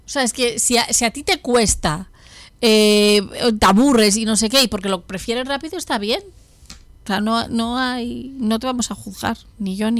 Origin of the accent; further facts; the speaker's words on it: Spain; yo siempre pregunto, ¿soy la primera española?